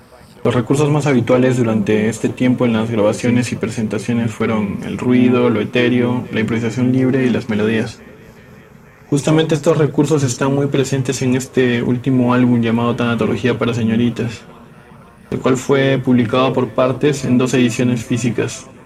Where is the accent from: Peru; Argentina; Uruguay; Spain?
Peru; Arequipa; soy de Arequipa, Perú